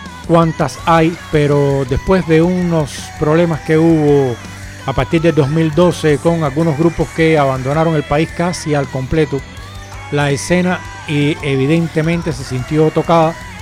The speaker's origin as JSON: {"language": "Spanish", "country": "Cuba", "said": "aunque yo soy cubano"}